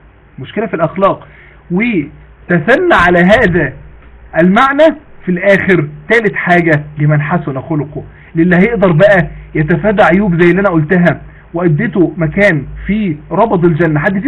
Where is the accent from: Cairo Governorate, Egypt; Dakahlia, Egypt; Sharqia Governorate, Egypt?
Dakahlia, Egypt; Mansoura; عندنا في المنصورة،